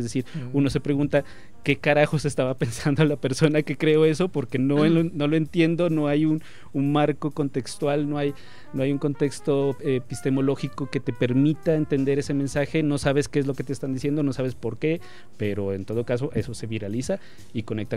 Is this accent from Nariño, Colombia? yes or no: yes; Pasto, Nariño, Colombia; Nos pasa incluso a nosotros, ¿sí? Como pastusos y como nariñenses.